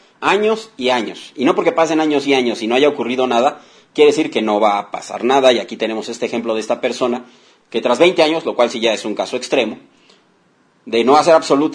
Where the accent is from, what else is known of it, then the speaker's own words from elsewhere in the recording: Mexico City, Mexico; yo me estaba rostizando como buen chilango. Soy muy chillón con el cambio de clima.